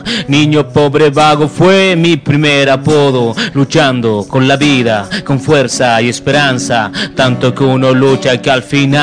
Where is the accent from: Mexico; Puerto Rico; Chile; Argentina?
Chile; Puente Alto, Santiago Metropolitan; los demás somos todos oriundos acá de la comuna. …, Villa del Refugio, Bajo de Mena.